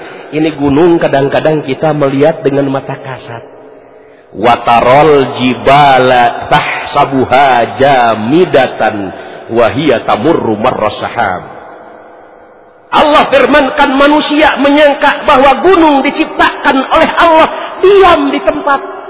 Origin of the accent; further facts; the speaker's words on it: Tasikmalaya, West Java, Indonesia; Saya asli orang Tasikmalaya.